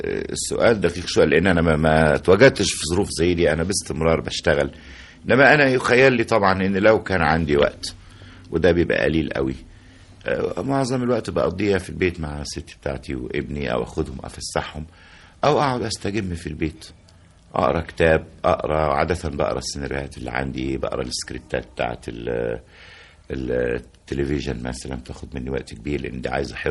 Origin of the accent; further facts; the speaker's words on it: Cairo, Cairo Governorate, Egypt; يعني قاهري المنشأ، يعني مش المولد، إنما طول عمري متربي ونشأت وفضلت في القاهرة، ما اتنقلتش منها أبدا